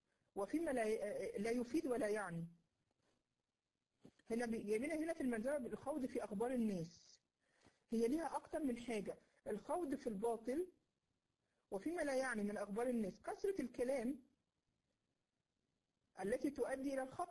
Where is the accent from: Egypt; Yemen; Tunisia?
Egypt; اللي بيسمعه عندنا في مصر هنا